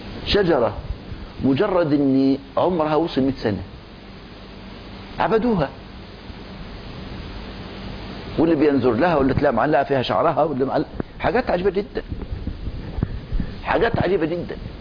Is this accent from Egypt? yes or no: yes; Egypt; طبعا دلوقتي دخل علينا مدخل تاني عندنا في مصر